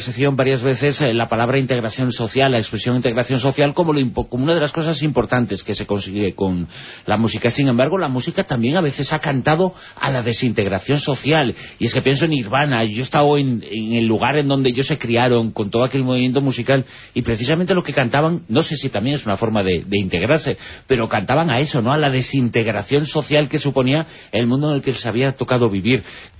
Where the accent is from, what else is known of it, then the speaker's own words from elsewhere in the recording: Galicia, Spain; porque no solamente compartimos que somos gallegos